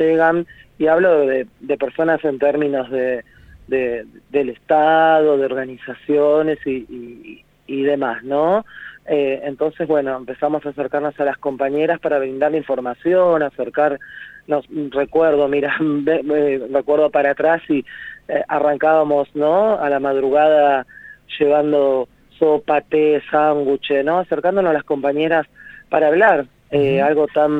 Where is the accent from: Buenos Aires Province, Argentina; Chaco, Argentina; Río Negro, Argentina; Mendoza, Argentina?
Buenos Aires Province, Argentina; San Justo; la mayoría de las compañeras que hoy habitamos la casa somos de San Justo, Loma del Mirador, Tablada, Celina.